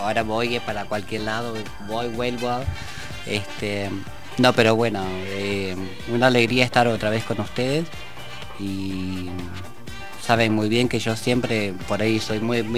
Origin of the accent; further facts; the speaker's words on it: Argentina; que yo soy de Argentina